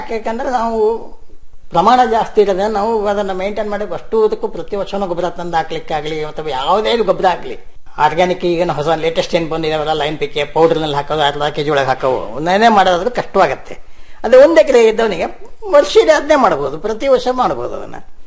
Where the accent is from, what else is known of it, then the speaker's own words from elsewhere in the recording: Hosakote, Karnataka, India; ಅಲ್ಲೇ ಹೊಸಕೋಟೆ ಅಂತ ನಮ್ಮ ಊರು. ಆ ಊರು ಮುಳುಗಡೆ ಆದ್ಮೇಲೆ ನಮ್ಮ ತಂದೆ 4 ಕಡೆ ಆಸ್ತಿ ಮಾಡಿದ್ರು.